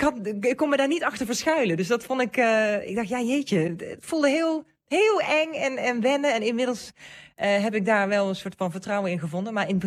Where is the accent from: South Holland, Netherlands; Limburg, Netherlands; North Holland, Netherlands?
Limburg, Netherlands; accent: Limburgish; Ja, ik spreek echt het dialect waar Jacques Poels in schrijft.